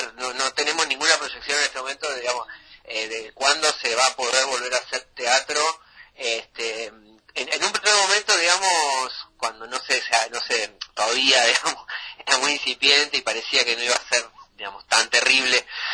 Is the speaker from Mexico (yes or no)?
no; Villa Bosch, Buenos Aires Province, Argentina; Yo soy de Villa Bor, soy del conurbano, siempre, el 3 de febrero